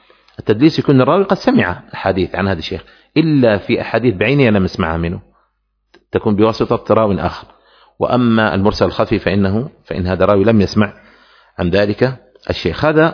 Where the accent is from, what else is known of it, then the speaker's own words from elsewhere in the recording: Aden, Yemen; نحن عندنا في عدن منطقة يقال لها القاهرة